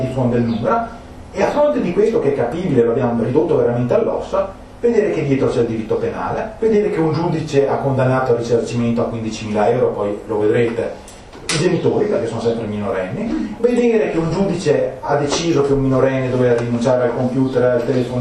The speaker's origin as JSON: {"language": "Italian", "town": "Trento", "region": "Trentino-Alto Adige", "country": "Italy", "accent": "Trentino", "said": "in dialetto trentino, perché come avete capito dal mio accento, che culo, qui venendo all'estero, vengo da Trento."}